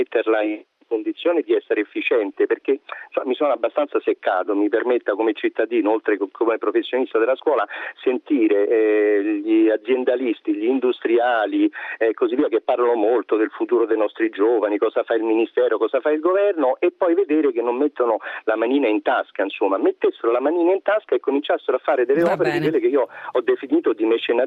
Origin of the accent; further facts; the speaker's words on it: Milan, Lombardy, Italy; now in Rome, Italy; io sono un milanese trapiantato a Roma